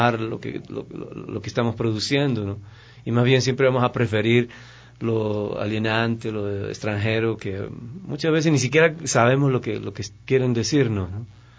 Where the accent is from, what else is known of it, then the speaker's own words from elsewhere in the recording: Ecuador; la mayoría de todos los actores y bailarines son ecuatorianos, estamos haciendo nuestras leyendas